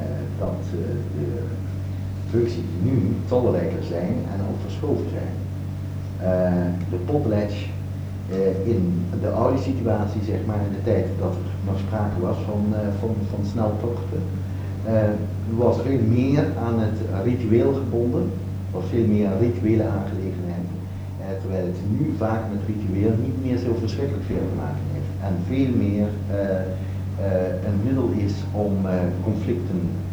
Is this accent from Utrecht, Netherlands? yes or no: no; Amsterdam, North Holland, Netherlands; ik als Amsterdammer, als functionalist naar Nieuw-Guinea vertrok en dat ik als structuralist terugkwam.